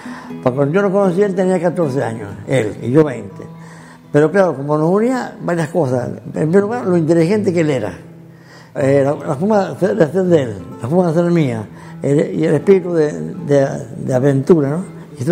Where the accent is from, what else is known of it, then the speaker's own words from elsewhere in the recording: Hernando, Córdoba, Argentina; moved away as an adult; also born or lived in Venezuela / Cuba; Yo tengo prácticamente tres patrias, ¿no? Argentina, donde nací, donde me formaron científica y éticamente. Venezuela, donde me hice profesional como científico y donde conocí a mi mujer y tuve dos de mis hijos. Y Cuba